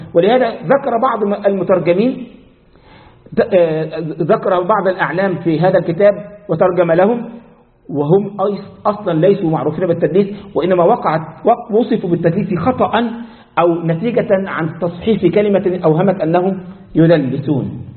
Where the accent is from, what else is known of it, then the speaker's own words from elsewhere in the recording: Egypt; ده مثل عندنا في مصر